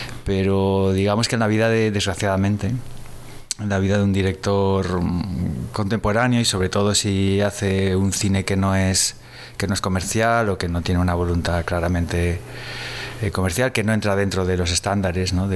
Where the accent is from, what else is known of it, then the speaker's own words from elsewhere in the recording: Gandia, Valencian Community, Spain; also born or lived in Galicia; yo ya había vivido en Valencia porque en realidad me crié en Gandía, y desde hace ya en los últimos años había estado viviendo en Galicia